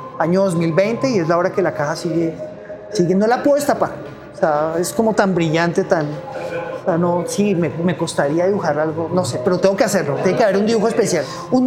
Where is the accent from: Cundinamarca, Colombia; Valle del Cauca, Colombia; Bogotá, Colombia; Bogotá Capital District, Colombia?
Cundinamarca, Colombia; Facatativá; Yo vengo de Facatativá.